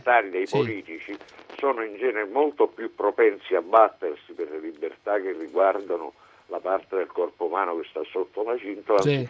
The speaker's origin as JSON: {"language": "Italian", "town": "Messina", "region": "Sicily", "country": "Italy", "said": "Ai catanesi sono nordico, perché sono di Messina, quindi sono a quasi 100 km a nord."}